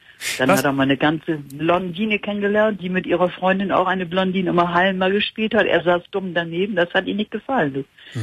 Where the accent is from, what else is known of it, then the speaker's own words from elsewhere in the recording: Bremen, Germany; Ich komme ja aus Bremen.